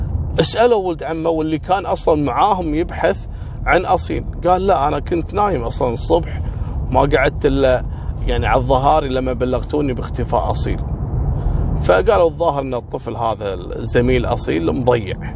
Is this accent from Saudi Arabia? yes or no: no; Kuwait; عندنا بالكويت